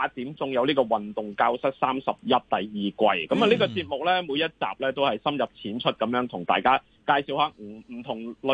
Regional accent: Hong Kong

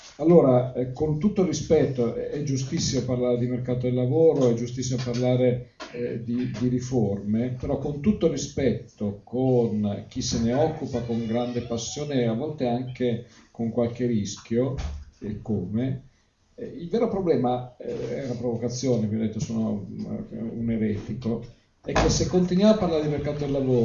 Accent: Tuscany, Italy; Allora, io sono un eretico, detto da toscano rompicoglioni

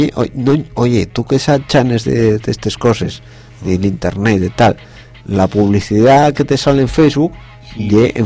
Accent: Galicia, Spain; Que somos gallegos.

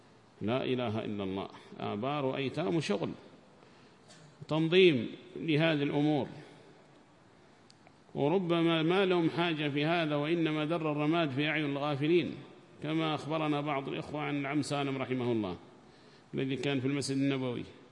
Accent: Yemen; وتجدهم أول من يبرز أصحاب الجمعيات عندنا في اليمن

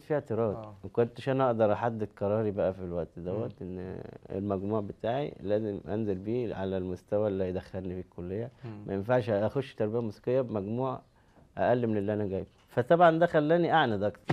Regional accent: Cairo, Cairo Governorate, Egypt; born there; من مواليد القاهرة، بكالوريوس تجارة.

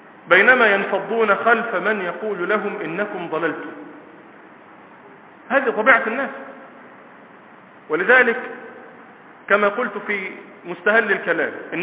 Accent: Egypt; موجودون اليوم في بلادنا مصر

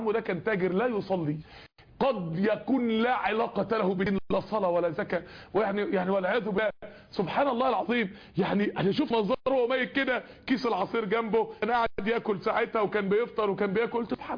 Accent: Mansoura, Dakahlia, Egypt; من الداعيات الكبار عندنا في المنصورة

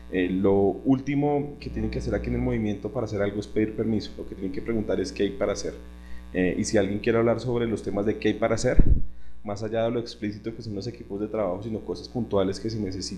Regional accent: Bogotá, Colombia; Soy de Bogotá, participo en varios equipos de trabajo, el de difusión, el equipo web

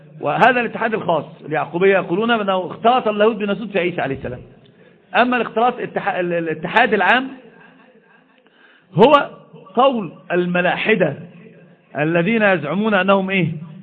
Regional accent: Egypt; الحمد لله مش حد عندنا في مصر بيقول بذلك،

